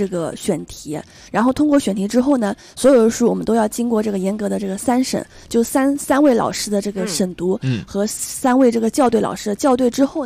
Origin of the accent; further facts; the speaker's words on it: China; 所以我们就是说我们中国人还是有自己的这个文化情节在的